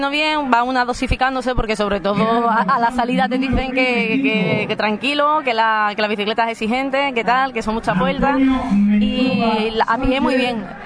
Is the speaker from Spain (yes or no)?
yes; San Fernando, Andalusia, Spain; Nosotros somos de San Fernando. Uh-huh. San Fernando y Medina Sidoní.